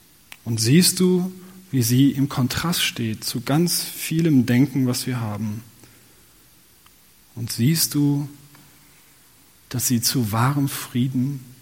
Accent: Nordholm, Lower Saxony, Germany; Also, Menschen in meiner Heimat Nordholm in Niedersachsen, sagt mal nach, dass sie

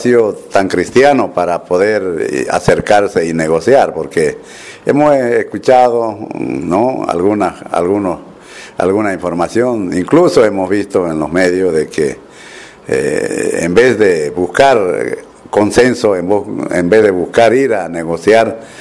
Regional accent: Bolivia; que es nuestra necesidad como boliviano

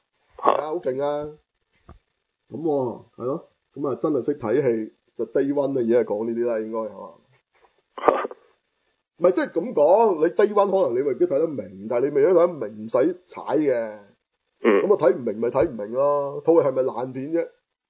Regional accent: Hong Kong; 咁你俾我哋香港人諗又尤其是我哋嗰陣嘅

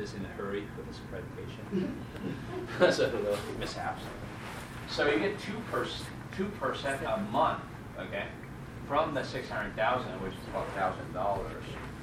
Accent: North Carolina, United States; I'm from North Carolina.

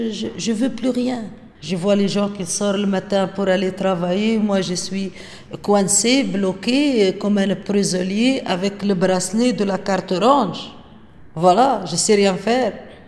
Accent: Tunisia; now in Blankenberge, Belgium; Je suis tunisienne, j'habite à Blankenberg.

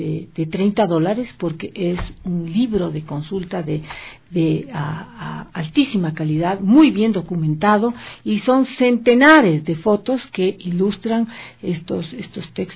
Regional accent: Ecuador; eso como ecuatorianos tenemos que conocerlo

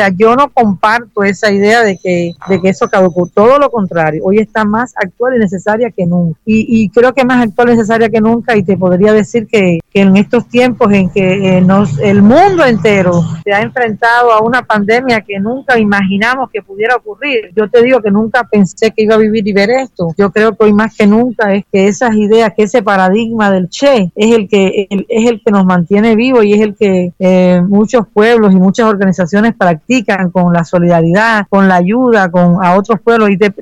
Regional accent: Cuba; te lo digo yo que soy cubana y vivo aquí

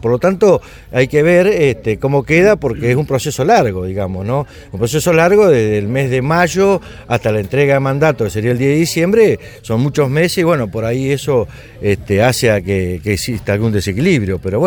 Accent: Argentina; Yo quiero pensar como argentino de que esto se vaya dando

